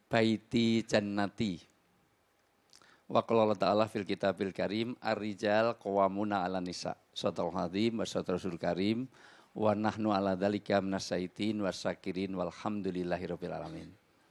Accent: Java, Indonesia; orang mati, terutama di Jawa, saya asli orang Jawa

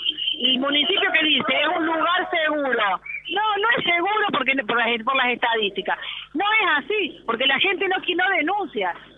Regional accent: Villa Allende, Córdoba, Argentina; Nosotros somos de Villa Allende y estamos peleando por Villa Allende

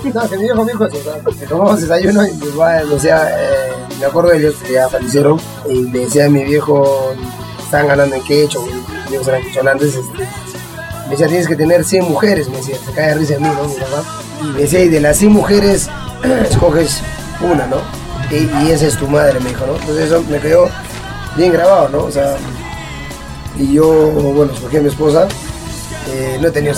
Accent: Lima, Peru; yo soy limeño, pero nacido, ¿no? Mis hermanos todos nacieron en Lima, pero mis padres de Cotahuasi.

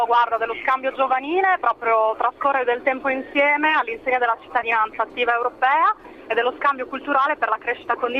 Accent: England, United Kingdom; Italian is a second language; io sì, vabbè, sono inglese, ma in realtà mi muovo liberamente anche a livello del mercato del lavoro

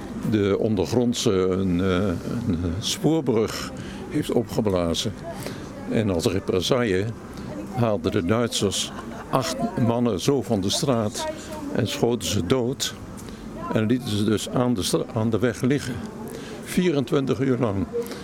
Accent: Zwolle, Overijssel, Netherlands; Dus van 9 tot 14 jaar heb ik dus de oorlog meegemaakt in het oosten van het land. Ik kom uit Zwolle.

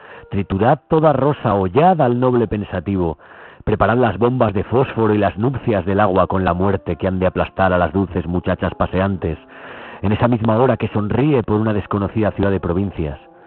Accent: Zaragoza, Aragon, Spain; la manipulación a la que estamos siendo sometidos los zaragozanos y zaragozanas

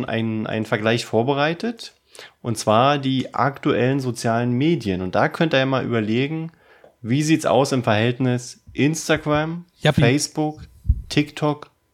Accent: Berlin, Germany; Wir kommen ja aus Berlin. Wir wohnen in Berlin. Wir leben in Berlin.

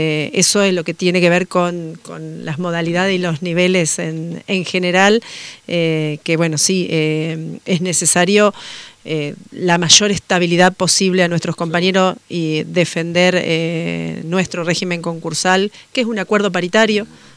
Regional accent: Uruguay; Yo vengo de Uruguay, donde el nivel superior en Uruguay lo absorbió casi toda la universidad

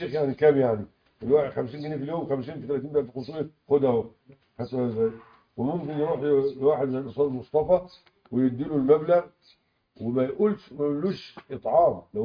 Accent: Egypt; معظم الناس عندنا في مصر طلعوها إيه؟

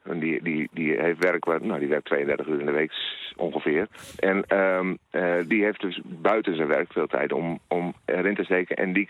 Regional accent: Overschild, Groningen, Netherlands; Het dorp waar ik opgegroeid ben, Overschild.

